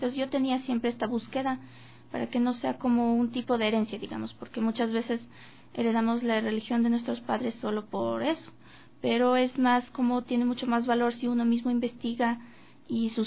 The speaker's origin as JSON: {"language": "Spanish", "country": "Ecuador", "said": "tiene mucha diferencia aquí con lo que practicábamos como ecuatorianos"}